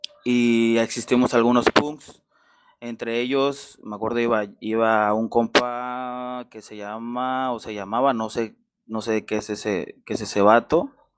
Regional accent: Acapulco, Guerrero, Mexico; soy del puerto de Acapulco, en el estado de Guerrero

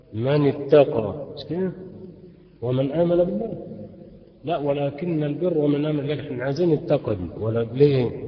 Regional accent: Faiyum, Faiyum Governorate, Egypt; وعندنا في الفيوم نقول لها سك يعني انصرف

